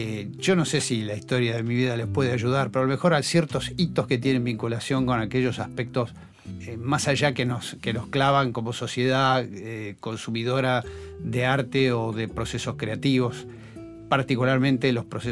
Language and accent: Spanish; Buenos Aires, Argentina; porque yo soy esencialmente porteño